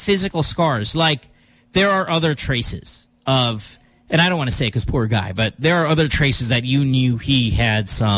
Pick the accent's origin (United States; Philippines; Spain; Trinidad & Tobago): Philippines; Central Luzon; I'm from Bulacan. Oh, I'm from Bukawi.